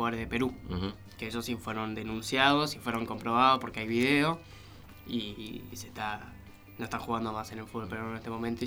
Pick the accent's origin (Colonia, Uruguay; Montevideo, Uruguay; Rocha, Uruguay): Colonia, Uruguay; Yo que soy uruguayo. Así que estoy casi seguro, pero bueno.